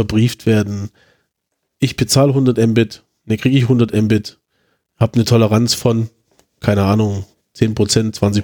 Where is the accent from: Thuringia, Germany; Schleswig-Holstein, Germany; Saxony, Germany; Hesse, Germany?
Saxony, Germany; Chemnitz; Ich komme jetzt mal zu meiner Heimatstadt.